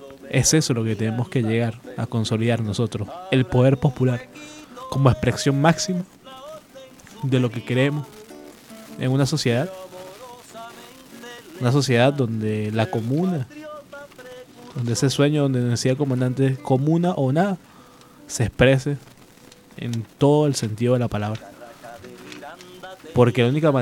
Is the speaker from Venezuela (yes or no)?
yes; Venezuela; nosotros como venezolanos, como bolivarianos